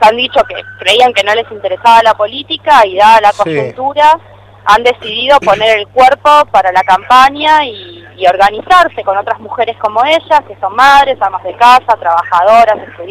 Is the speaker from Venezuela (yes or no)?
no; Argentina; Nos ha costado mucho como argentinos conseguir los derechos